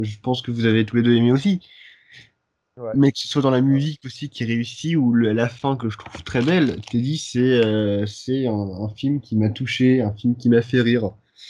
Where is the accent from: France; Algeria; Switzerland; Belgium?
France; Occitanie; accent: Aude; Non, pas le Cantal, merde, je veux dire l'Aude, l'Aude.